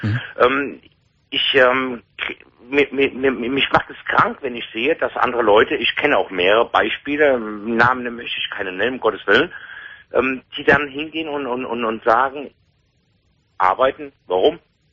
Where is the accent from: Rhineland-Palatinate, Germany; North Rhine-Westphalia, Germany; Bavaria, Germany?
North Rhine-Westphalia, Germany; Cologne; ich komme aus Köln.